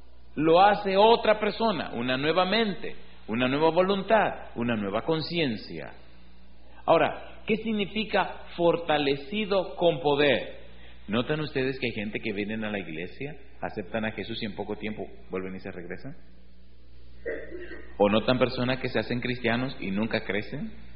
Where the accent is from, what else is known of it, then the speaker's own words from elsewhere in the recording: Dominican Republic; Recuerdo en mi país hay un lugar precioso, se llama Jarabacoa.